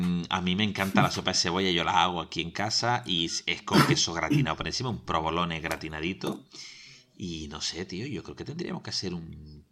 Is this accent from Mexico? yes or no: no; Spain; Nosotros somos españoles, aquí la pela es la pela